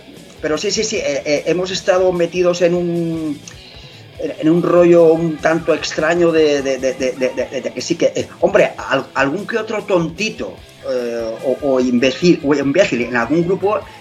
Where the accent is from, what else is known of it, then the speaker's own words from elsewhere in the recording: Alicante, Valencian Community, Spain; Si nosotros somos de Alicante, ¿qué más da que tengas un grupo que sea de fuera?